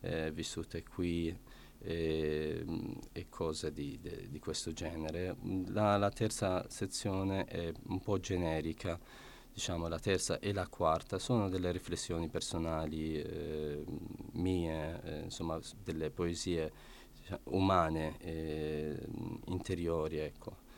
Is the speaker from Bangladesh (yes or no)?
no; Iraq; Italian is a second language; now in Italy; sia nel paese natio, cioè nel mio paese, l'Iraq, sia qui in Italia